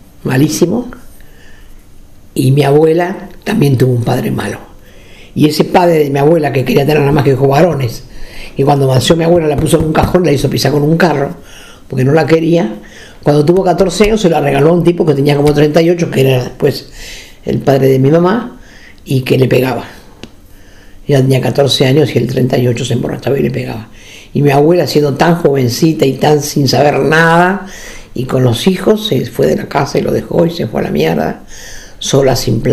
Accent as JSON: {"language": "Spanish", "town": "Ensenada", "region": "Buenos Aires Province", "country": "Argentina", "tie": "born or raised there", "said": "Yo nací en El Dique, pertenece a Ensenada, una localidad muy pequeña, de trabajadores casi todos de la fábrica de sombreros, una fábrica muy grande."}